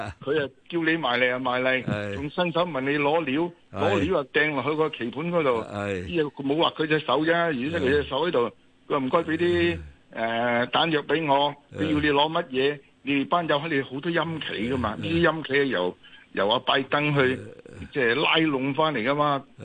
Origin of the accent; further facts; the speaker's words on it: China; 我哋中国人讲阴阳嘛